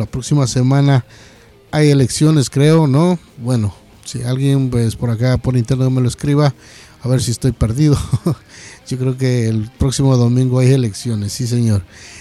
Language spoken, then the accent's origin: Spanish; Ecuador; moved away; a nosotros por acá como ecuatorianos que estamos en tierras lejanas.